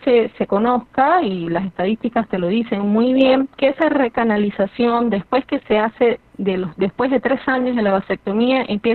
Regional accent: Venezuela; moved away; yo soy venezolana, yo soy migrante venezolana, tengo 7 años aquí.

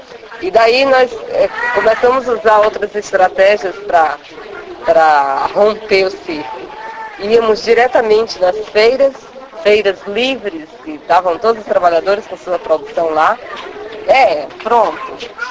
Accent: Northeast Region, Brazil; E para nós que viemos do Nordeste, do campo, nos amedrontou muito, buliu muito com a gente.

